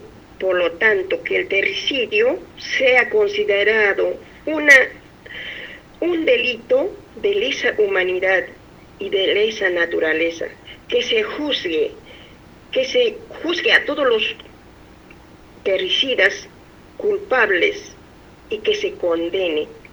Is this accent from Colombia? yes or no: no; Peru; soy de Perú, de la nación Aymara.